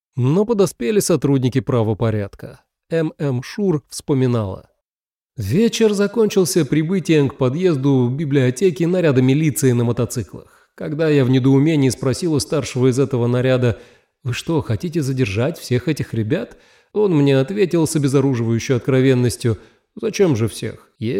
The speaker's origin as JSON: {"language": "Russian", "town": "Sevastopol", "region": "Crimea", "country": "Ukraine", "said": "А я сам из Севастополя, учился в Симферополе."}